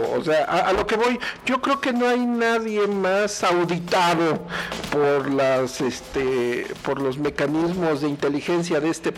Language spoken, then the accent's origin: Spanish; Querétaro, Mexico; la tasa de desempleo de nuestro estado siempre está por arriba de la media nacional